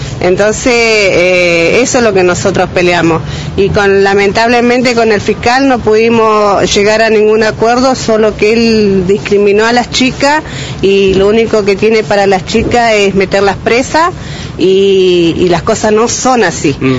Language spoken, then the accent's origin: Spanish; Cinco Saltos, Río Negro, Argentina; somos de Cinco Saltos, nosotros somos Agrupación Sin Techo